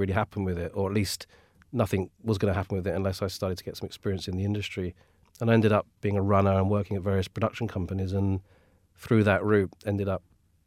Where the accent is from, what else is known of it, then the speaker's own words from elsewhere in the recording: London, United Kingdom; I grew up in Redbridge, a kind of very dull suburban place, really. And then more recently, I've lived in Whitechapel for a bit, and now I'm in sort of West Hampstead, which is slightly alien to me, really, because it's not really my neck of the woods.